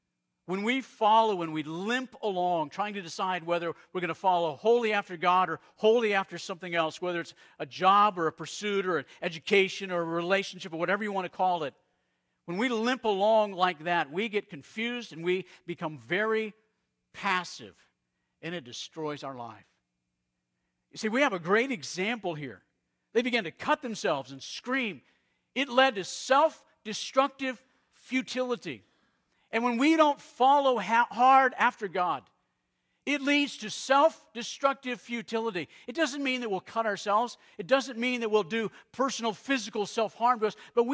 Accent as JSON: {"language": "English", "region": "Arizona", "country": "United States", "tie": "born or raised there", "said": "I grew up in Arizona. In Arizona, you would look out over the desert"}